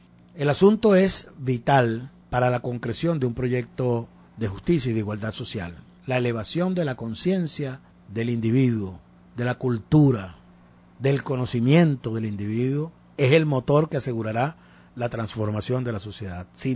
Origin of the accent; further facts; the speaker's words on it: Venezuela; de la que nos complacemos nosotros muchísimo, por supuesto, como venezolanos